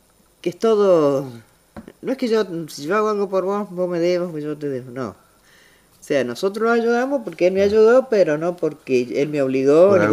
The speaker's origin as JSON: {"language": "Spanish", "town": "Capilla del Monte", "region": "Córdoba", "country": "Argentina", "moved": "yes", "lives_now": "Mendoza, Argentina", "said": "Yo hace 23 años. Uh-huh. Vine, yo soy cordobesa."}